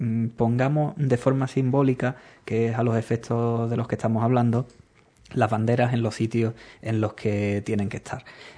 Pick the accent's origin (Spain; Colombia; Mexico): Spain; Andalusia; Porque es nuestra tierra, son nuestras costumbres, somos nosotros, y como andaluces